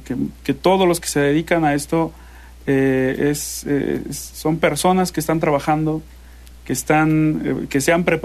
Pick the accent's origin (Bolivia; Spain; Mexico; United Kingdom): Mexico; aquí en mi país, en México